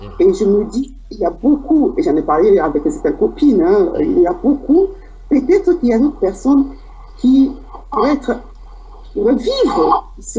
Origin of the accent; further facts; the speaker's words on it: Douala, Littoral, Cameroon; moi, de ma région de Douala, parce que j'ai grandi à Bonaprison, hein, et j'ai passé mon enfance à Bonaprison